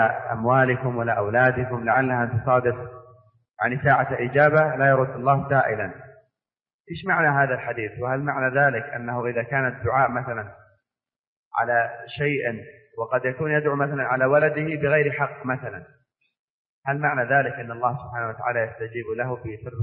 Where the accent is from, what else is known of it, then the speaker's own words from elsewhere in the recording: Eastern Province, Saudi Arabia; نحن أيضا من أهل الشرقية